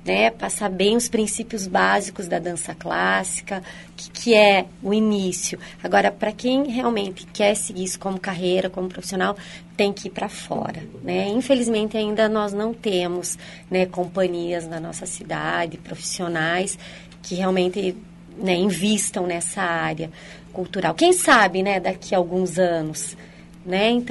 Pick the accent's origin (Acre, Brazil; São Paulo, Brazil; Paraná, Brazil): Paraná, Brazil; Francisco Beltrão; Minha cidade natal é Francisco Beltrão, interior do Paraná.